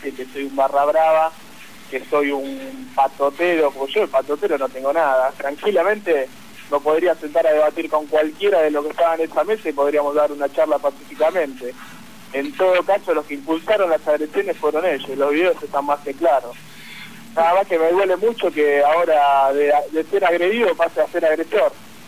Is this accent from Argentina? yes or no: yes; Argentina; quería expresarme libremente como cualquier ciudadano, como cualquier argentino